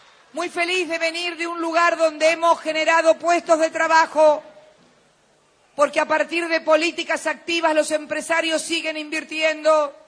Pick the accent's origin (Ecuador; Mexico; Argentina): Argentina; Me llenó de un orgullo como Argentina